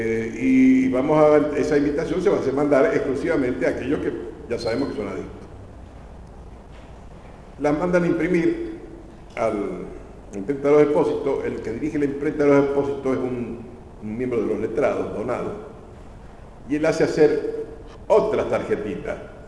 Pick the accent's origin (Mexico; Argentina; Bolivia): Argentina; como somos los argentinos, siempre tenemos que empezar con un buen asadito y vino y después hablar